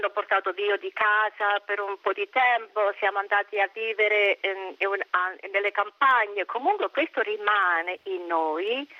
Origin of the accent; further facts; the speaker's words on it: Monteferrante, Abruzzo, Italy; born there; Io sono nata allora a Monteferrante, provincia di Chieti, in Abruzzo.